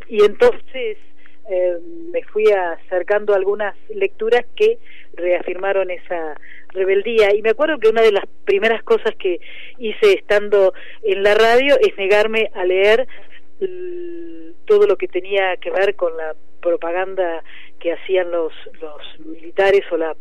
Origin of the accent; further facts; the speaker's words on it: General Pico, La Pampa, Argentina; Yo soy de La Pampa, de un pueblo que se llama General Pico. Allí nací